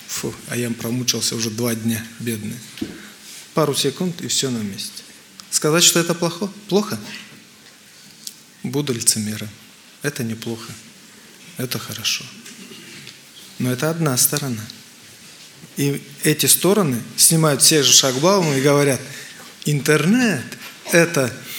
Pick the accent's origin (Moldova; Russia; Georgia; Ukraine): Moldova; Я хотел купить в Украине, я сам с Молдавии, хотел в Украине купить